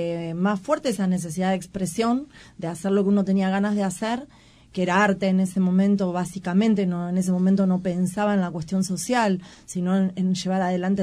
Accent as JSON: {"language": "Spanish", "town": "Moreno", "region": "Buenos Aires Province", "country": "Argentina", "tie": "born there", "said": "caigo a Moreno, que en realidad es mi tierra natal, pero bueno, no estaba viviendo acá."}